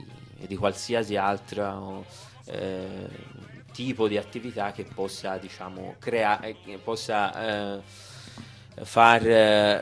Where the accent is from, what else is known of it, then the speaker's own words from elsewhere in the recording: Sicily, Italy; Vabbè, essendo siciliano, sicuramente quello che mi infiamma di più è sicuramente l'antimafia